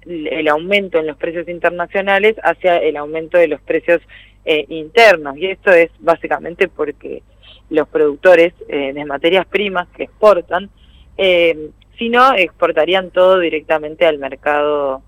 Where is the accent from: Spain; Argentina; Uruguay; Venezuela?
Argentina; Entonces siempre como argentinos demandamos dólares